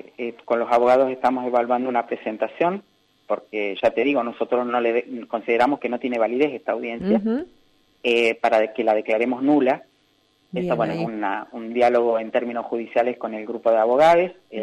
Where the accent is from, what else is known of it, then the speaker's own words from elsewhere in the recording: Neuquén, Argentina; now in Río Negro, Argentina; Yo soy neuquina, vivo en Río Negro, ahora es mi lugar de residencia hace 30 años, pero yo soy neuquina.